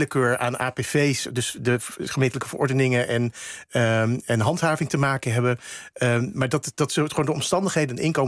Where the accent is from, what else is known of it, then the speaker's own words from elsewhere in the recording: Gouda, South Holland, Netherlands; Ik kom zelf uit Gouda, vorig jaar 750 jaar.